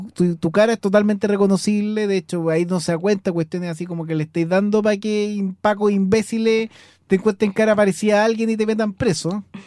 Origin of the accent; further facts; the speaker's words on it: Chuquicamata, Antofagasta, Chile; así como yo soy de Chuquicamata y pongo Chuquicamata 1